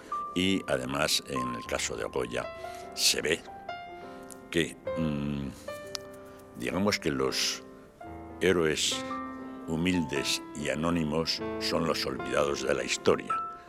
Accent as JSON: {"language": "Spanish", "region": "Aragon", "country": "Spain", "said": "soy aragonés, ya lo dije, soy aragonés, español y europeo."}